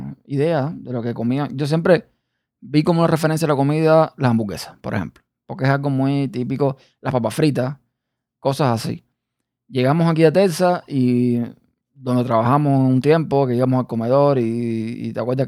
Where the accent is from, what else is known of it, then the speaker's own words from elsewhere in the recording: Cuba; estamos acostumbrados en Cuba a comer más, no tan seco, digamos.